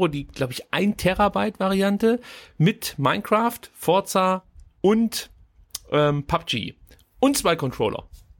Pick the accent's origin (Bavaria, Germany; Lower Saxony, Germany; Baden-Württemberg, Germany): Baden-Württemberg, Germany; Reutlingen; Und in Reutlinge, da wo ich herkomme, fast, nicht ganz